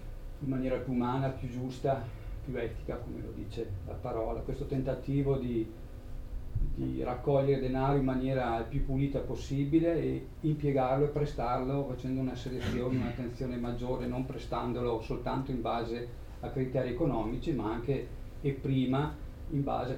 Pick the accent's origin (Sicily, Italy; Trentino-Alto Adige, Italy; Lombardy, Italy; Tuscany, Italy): Trentino-Alto Adige, Italy; ho maturato un'esperienza di 14 anni in una piccola banca privata del Trentino, che sono trentino, la Valsugana per la precisione